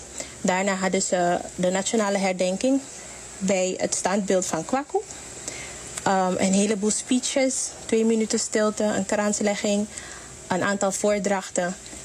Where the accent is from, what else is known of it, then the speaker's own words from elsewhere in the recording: Suriname; hebben we ook allemaal als Surinamers meegedaan.